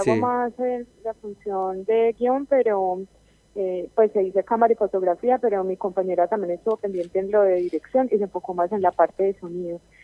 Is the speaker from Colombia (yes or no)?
yes; Colombia; Básicamente nació por una compañera chilena y yo que soy pues, de Colombia